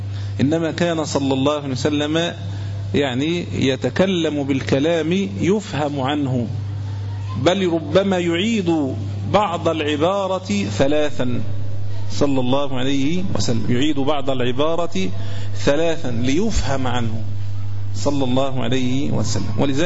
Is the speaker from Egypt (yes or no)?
yes; Egypt; لكن لو سألتني أنا مثلا كمصري أنا لا أكل